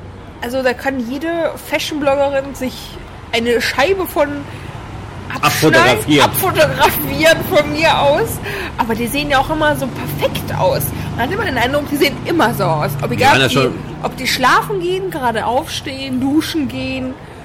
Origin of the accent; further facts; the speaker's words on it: Düsseldorf, North Rhine-Westphalia, Germany; Ich bin ja Düsseldorferin, die auch nachts wartet, bis es grün wird, auch wenn kein einziges Auto da ist.